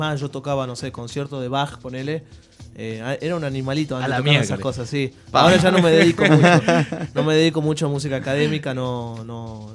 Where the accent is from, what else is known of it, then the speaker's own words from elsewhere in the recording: Tucumán, Argentina; Yo empecé tocando música académica a los 9 años, 10 años más o menos en Tucumán. Bueno, yo vengo de la provincia de Tucumán.